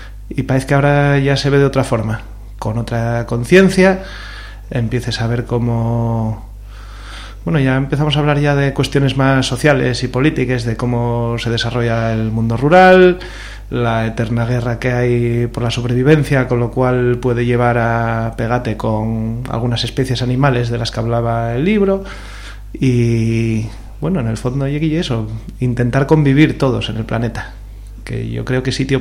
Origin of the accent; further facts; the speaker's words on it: Prendes, Asturias, Spain; Yo me crié aquí al lado, en Prendes.